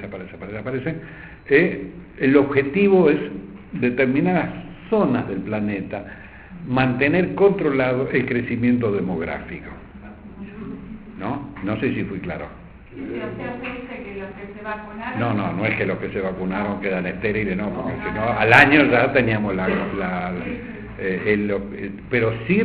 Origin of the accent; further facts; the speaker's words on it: Argentina; es nuestro deber como católicos y como argentinos.